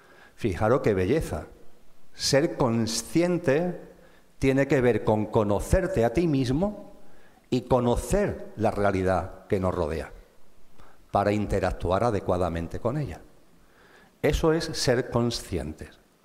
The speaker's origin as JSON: {"language": "Spanish", "region": "Andalusia", "country": "Spain", "said": "Imaginaros esto allí de donde yo vengo, en Andalucía, complicadísimo. Las S no las comemos"}